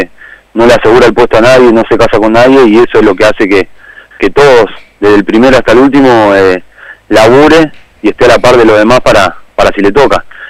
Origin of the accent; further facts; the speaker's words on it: Rafael Castillo, Buenos Aires Province, Argentina; Yo soy de Rafael Castillo, Matanza.